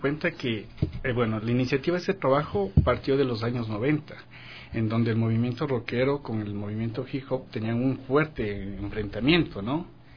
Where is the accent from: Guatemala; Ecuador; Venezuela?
Ecuador; Quito, Pichincha; also born or lived in Otavalo; Yo nací en Otavalo, pero solo nací y vine a vivir acá en Quito. Entonces conozco más de Quito que de Otavalo.